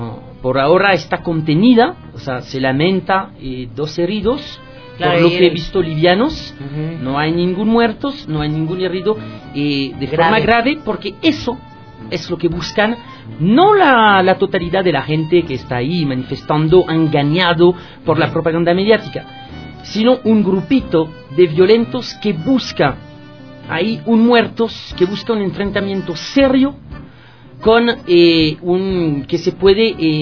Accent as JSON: {"language": "Spanish", "country": "France", "accent": "French", "second_language": "Spanish", "lives_now": "Ecuador", "said": "Ustedes ya han adivinado con este acentito feo que yo tengo, que yo vengo de Francia."}